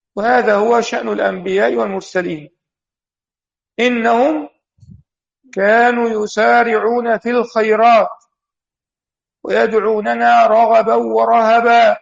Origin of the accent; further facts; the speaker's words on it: Egypt; وهي إحدى الدور عندنا في مصر